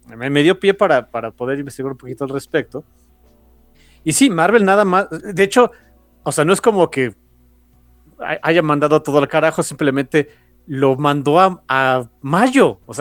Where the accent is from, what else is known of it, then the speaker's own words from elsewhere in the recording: Mexico; sí soy de acá de México